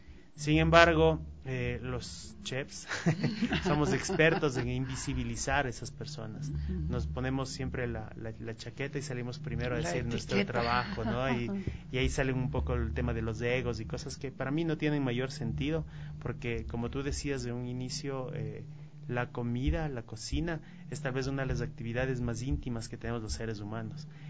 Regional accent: Ecuador; Si somos cocineros ecuatorianos, tenemos que cocinar cocina ecuatoriana.

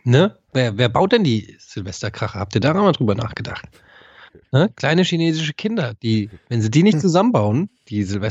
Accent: Frankfurt, Hesse, Germany; Ich bin Frankfurter, bei mir muss es dreckig und tight sein.

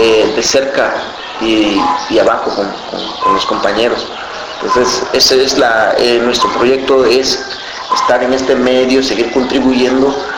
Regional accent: Tlapa, Guerrero, Mexico; also born or lived in Caguatache; Yo no soy originario de Tlapa, yo soy originario de un pueblo que se llama Caguatache, ¿no? Pero yo crecí en Tlapa y bueno, pues tengo que seguir hablando mi lengua.

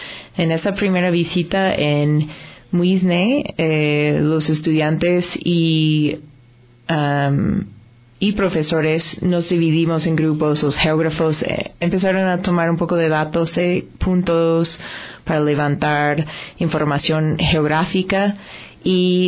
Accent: United States; Spanish is a second language; now in Ecuador; yo no soy ecuatoriana de nacimiento. Soy estadounidense, llevo 10 años viviendo en Ecuador y trabajando en temas de desarrollo y participación.

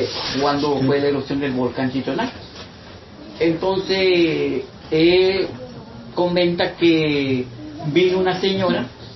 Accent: Champotón, Campeche, Mexico; No, yo vengo de Champotón.

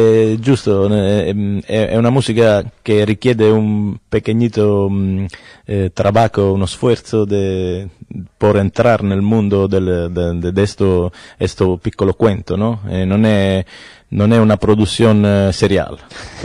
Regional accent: Mirto Crosia, Calabria, Italy; Spanish is a second language; Yo soy calabrés.

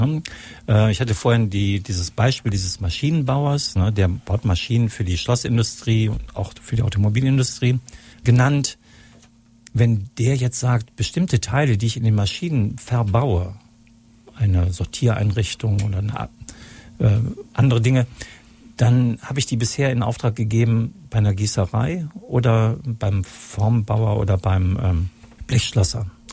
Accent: Solingen, North Rhine-Westphalia, Germany; und am besten doch hier in meiner Heimatstadt Solingen.

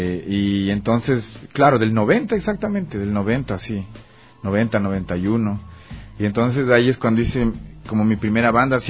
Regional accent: Ambato, Tungurahua, Ecuador; Yo soy de Ambato, sí.

